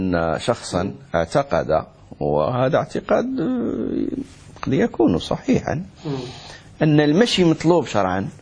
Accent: Morocco; هذه قاعدة كما يقول عندنا في المغرب، زيد دقيق زيد الماء

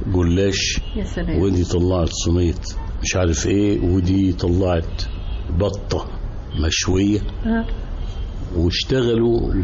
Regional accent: Cairo, Cairo Governorate, Egypt; أنا نشأت في قاهرة المعز في الغورية، وأنا من مواليد الدرب الأحمر.

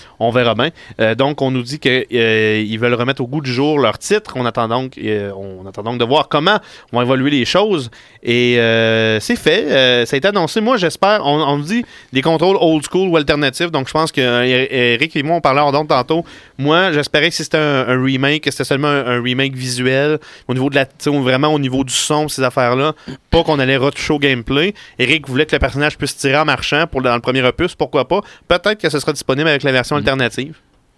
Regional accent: Quebec City, Quebec, Canada; moi, je suis de Québec, donc il faut que je me rende ici en bateau.

